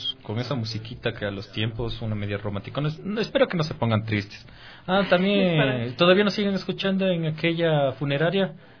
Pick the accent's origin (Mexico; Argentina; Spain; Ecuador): Ecuador; como buen ecuatoriano, como indio feo, resentido.